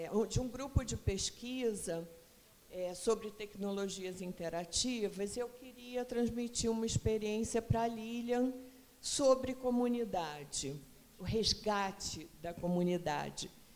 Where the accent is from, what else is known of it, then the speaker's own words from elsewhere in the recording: Rio de Janeiro, Brazil; eu sou do Rio, começamos lá no Rio